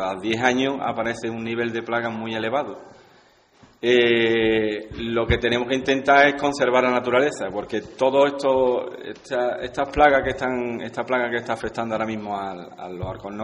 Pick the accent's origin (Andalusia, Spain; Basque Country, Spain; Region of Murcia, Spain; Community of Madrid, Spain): Andalusia, Spain; Ubrique; Aunque mis padres no eran de aquí, de Ubrique, pero yo soy, he nacido y me he criado aquí en Ubrique.